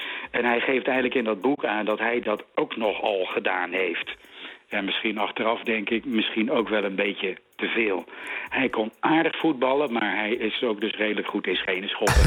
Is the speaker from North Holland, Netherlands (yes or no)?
no; Wageningen, Gelderland, Netherlands; ik ben opgegroeid in Wageningen in de jaren 60.